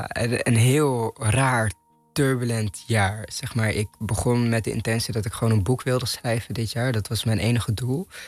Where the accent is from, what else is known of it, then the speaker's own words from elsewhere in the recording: Amsterdam, North Holland, Netherlands; Maar ik ben opgegroeid in Amsterdam-Noord.